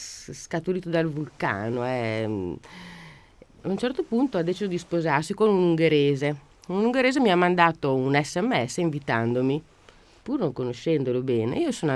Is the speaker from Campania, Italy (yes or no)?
yes; Naples, Campania, Italy; Dato io napoletano